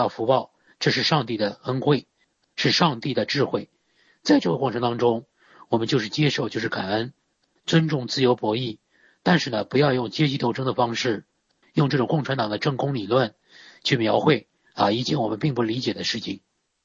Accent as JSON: {"language": "Chinese", "country": "China", "said": "我们中国人的特点啊，"}